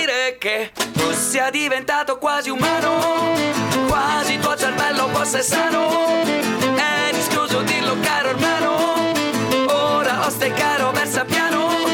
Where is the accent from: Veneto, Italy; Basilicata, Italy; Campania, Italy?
Veneto, Italy; noi siamo veneti, il quartetto è proprio veneto doc